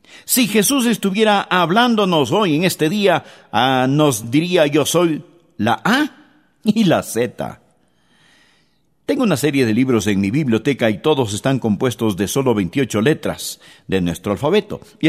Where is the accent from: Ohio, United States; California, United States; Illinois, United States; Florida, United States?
Florida, United States; West Palm Beach; Yo crecí en West Palm Beach, en la Florida, y nosotros no teníamos mucho dinero para gastarlo en refrescos o gaseosas.